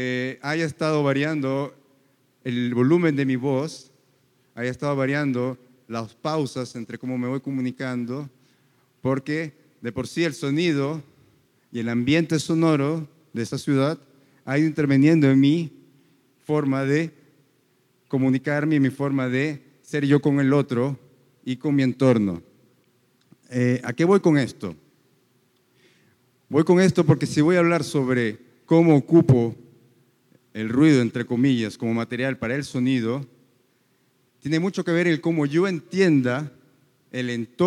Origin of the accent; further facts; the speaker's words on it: Peru; now in Medellín, Colombia; yo originalmente soy de Perú. Yo originalmente vengo de una ciudad que es muy similar en sonidos a esta.